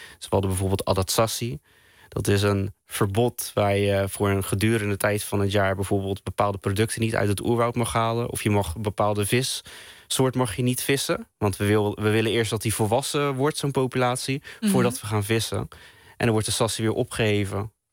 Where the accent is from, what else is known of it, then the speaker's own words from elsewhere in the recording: Netherlands; Ik ben een Molukker en die in Nederland is opgegroeid